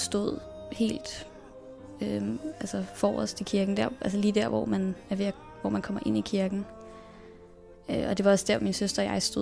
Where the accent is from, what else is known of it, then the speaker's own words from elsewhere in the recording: Copenhagen, Capital Region of Denmark, Denmark; jeg blev født på Rigshospitalet den 21. maj i 2000. Og så voksede jeg over på Østerbro, hvor jeg jo bor med min mor, min far og min søster.